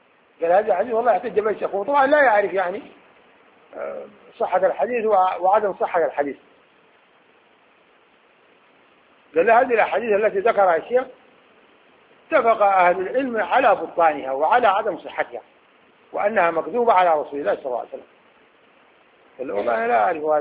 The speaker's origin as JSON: {"language": "Arabic", "region": "Khartoum", "country": "Sudan", "said": "عندنا في الخرطوم"}